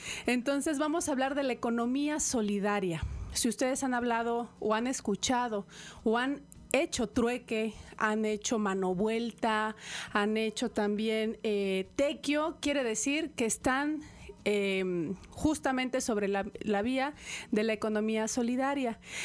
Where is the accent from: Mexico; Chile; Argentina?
Mexico; donde pudimos ver las distintas razas de maíz que tenemos como mexicanos